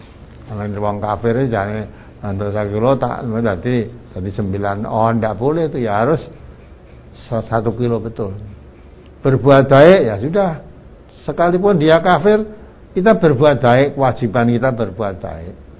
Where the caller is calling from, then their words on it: Palembang, South Sumatra, Indonesia; dari Palembang